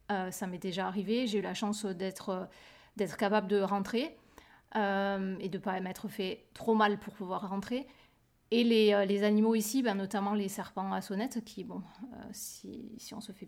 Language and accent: French; France; quand je cours par chez moi en France, c'est dans la campagne. Je me suis jamais sentie en danger parce que peut-être tout simplement parce que c'est les endroits où j'ai grandi, donc je connais ces endroits depuis que je suis toute petite.